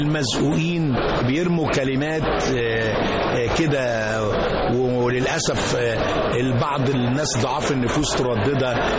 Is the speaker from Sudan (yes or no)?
no; Alexandria, Alexandria Governorate, Egypt; لأن أنا كنت أصلا من اسكندرية